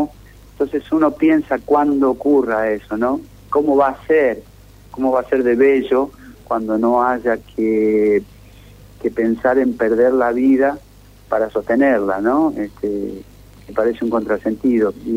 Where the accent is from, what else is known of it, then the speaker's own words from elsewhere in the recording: Santa Fe, Argentina; El río que pasa por mi pueblo, el Carcarañá, también tiene ese color.